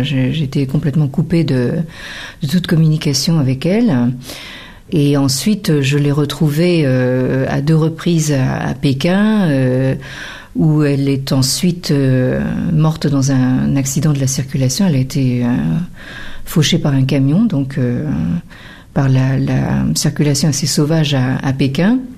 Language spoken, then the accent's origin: French; France; born there; je suis né en France, mais d'ancêtres chinois, de parents chinois, qui se sont connus à Paris dans les années d'après-guerre.